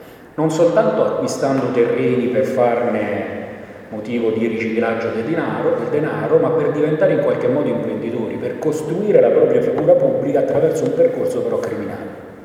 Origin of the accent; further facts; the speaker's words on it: Lazio, Italy; Io vengo dalla provincia di Latina, che è un territorio che almeno fino a qualche anno fa veniva considerato libero dalle mafie.